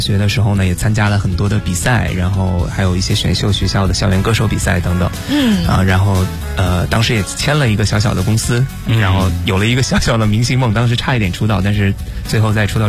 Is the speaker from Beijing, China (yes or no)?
yes; Beijing, China; 我是北京人。